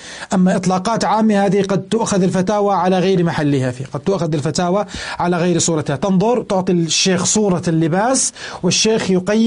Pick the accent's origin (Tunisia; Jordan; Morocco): Jordan; إذا كان أكثر من قطعة عندنا في الأردن